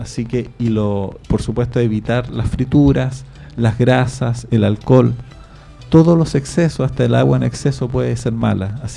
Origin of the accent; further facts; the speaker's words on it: Chile; Bueno, eso somos los chilenos